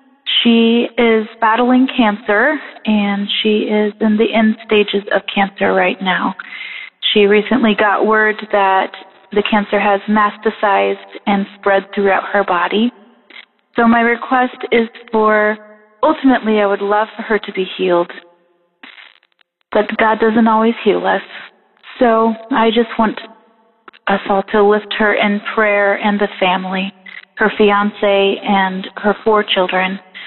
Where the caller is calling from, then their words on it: Goshen, Indiana, United States; I'm calling from Goshen, Indiana